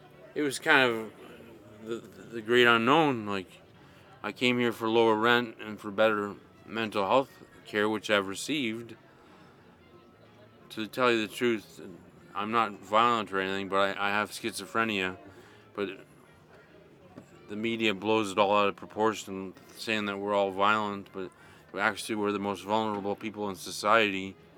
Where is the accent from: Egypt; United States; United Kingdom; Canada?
Canada; Burlington, Ontario; now in Hamilton, Canada; I've lived in Hamilton since 1991. I'm originally from Burlington. I've lived in Hamilton since 1991